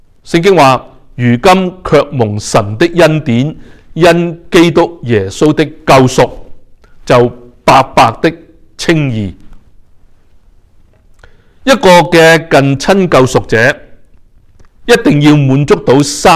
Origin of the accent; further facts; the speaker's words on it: Hong Kong; 小时候在香港居住的时候，因为天气是潮湿和热的缘故